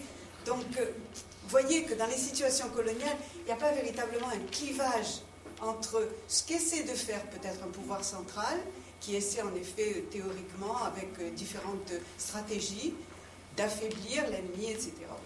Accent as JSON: {"language": "French", "country": "Algeria", "tie": "born or raised there", "said": "je viens d'Algérie. Vu mon âge, vous le voyez, j'ai vécu la période de colonisation. Évidemment, du côté des Européens, c'est-à-dire juifs, chrétiens et libres penseurs, plutôt que du côté arabo-berbère"}